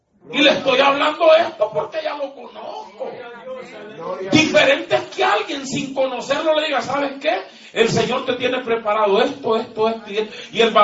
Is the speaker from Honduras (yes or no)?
yes; Honduras; Dígamelo a mí, que soy un hondureño patarrajada.